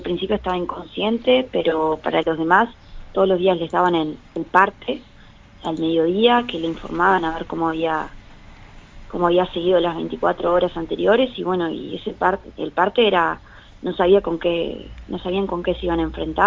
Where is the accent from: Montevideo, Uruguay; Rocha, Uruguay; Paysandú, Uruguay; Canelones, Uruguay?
Paysandú, Uruguay; Soy de Paysandú